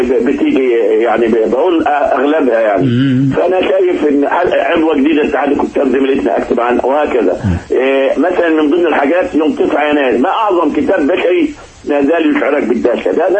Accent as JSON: {"language": "Arabic", "country": "Egypt", "said": "الوطن في عينينا دايما كمصريين"}